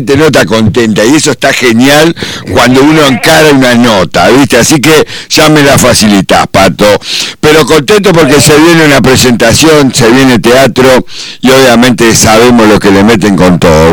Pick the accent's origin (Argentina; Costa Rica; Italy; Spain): Argentina; rozando las similitudes con la época que nos toca vivir hoy como argentino